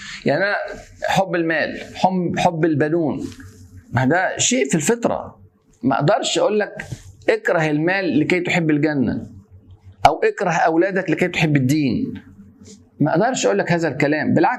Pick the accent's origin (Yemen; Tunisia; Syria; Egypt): Egypt; يعني إن أنا أتهم بحب البلد عشان أنا مصري وبتكلم على فضل مصر